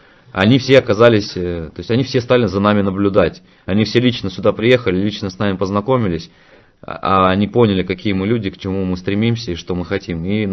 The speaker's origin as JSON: {"language": "Russian", "region": "Altai Krai", "country": "Russia", "said": "я с Алтая. Я тоже с Алтая"}